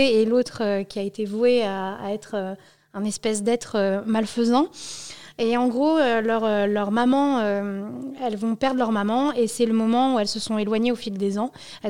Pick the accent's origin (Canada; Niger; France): France; Brittany; pour nous qui font un peu exotique quand on est breton et qu'on est habitué à des noms comme